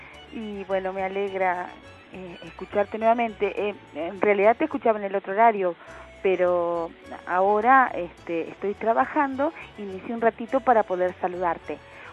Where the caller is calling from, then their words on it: Munro, Buenos Aires Province, Argentina; de Munro.